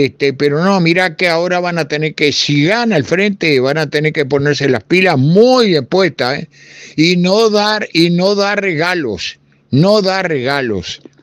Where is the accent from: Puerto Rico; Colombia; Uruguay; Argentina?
Uruguay; Montevideo; moved away as an adult; en Montevideo no te digo porque me fui de Montevideo a los 25 años para trabajar de camionero